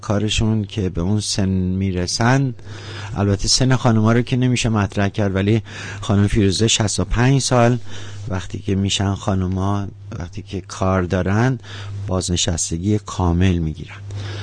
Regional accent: Mazandaran, Iran; born there; ایشون و بنده در یک شهر در استان مازندران متولد شدیم

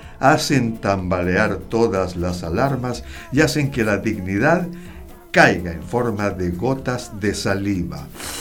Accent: Chile; ¿Para qué somos buenos los chilenos, digo?

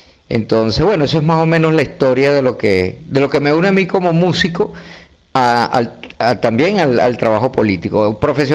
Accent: Barquisimeto, Lara, Venezuela; Pero yo venía de Barquisimeto. Yo soy de Barquisimeto.

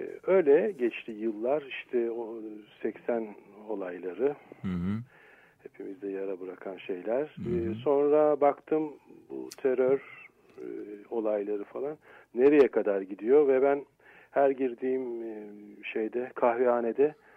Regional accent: Istanbul, Turkey; ben kendimi Selanikli olarak görüyorum. Çünkü bir mübadil çocuğuyuz. Oradan tabii Türkiye'ye gelip buralarda büyüdük tabii. Basınköy'de oturdum. Türkiye'nin ilk gazetecilerinin kurduğu Basınköy'de. Tabii ben gazeteci bir babanın çocuğu değildim. Denizciydi benim babam. Orada oturduk.

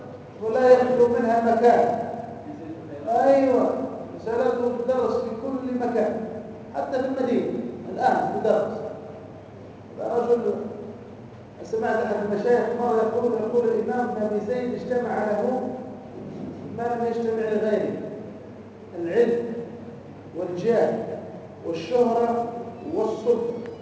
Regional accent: Tunisia; قال لي انت منين؟ قلت له انا من تونس.

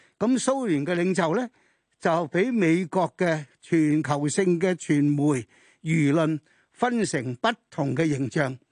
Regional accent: Hong Kong; 我哋作為一個香港人，我自己喺香港咁耐，出生到長大、學習到而家邁入去呢、這個老年嘅階段

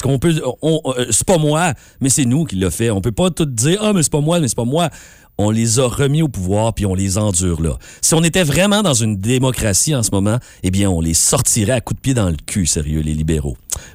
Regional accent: Quebec, Canada; j'ai vraiment honte en tant que Québécois de ce qui s'est passé

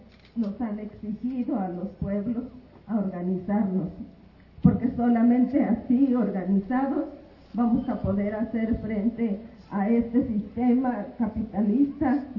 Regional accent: Veracruz, Mexico; Un saludo desde mi pueblo Popoluca, allá en el sur de Veracruz.

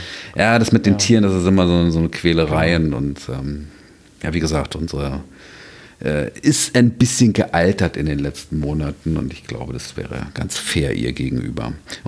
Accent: Berlin, Germany; als Berliner

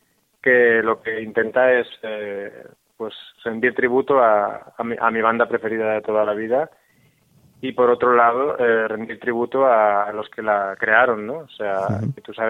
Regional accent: Spain; now in Mexico; ese escape que yo realicé cuando me fui de España a vivir a México, uh-huh, y de ahí a visitar el desierto.

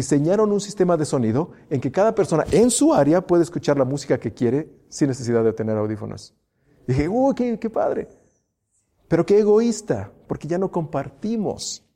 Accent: Mexico; Esos somos los mexicanos.

